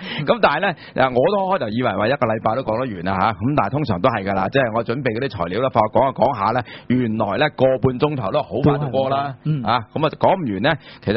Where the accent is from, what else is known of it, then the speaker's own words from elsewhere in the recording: Hong Kong; 应该都知道的，即是以我们香港人，大陆人就不知道